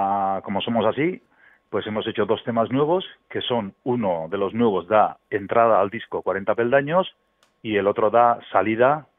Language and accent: Spanish; Basque Country, Spain; first language Basque; Spanish is a second language; al principio cantábamos todo en euskera porque es mi idioma materno